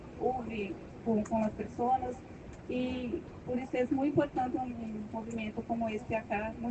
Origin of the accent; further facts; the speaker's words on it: Brazil; Spanish is a second language; yo soy de Brasil. Perdone mi palabra.